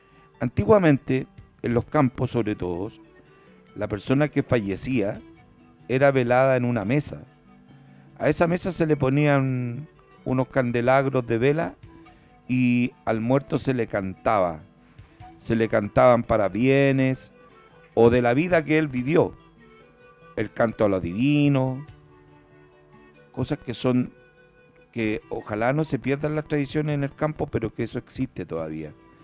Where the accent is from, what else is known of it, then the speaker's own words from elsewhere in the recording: Puente Alto, Santiago Metropolitan, Chile; born there; Yo tuve la oportunidad de ver uno de esos acá en la población donde yo nací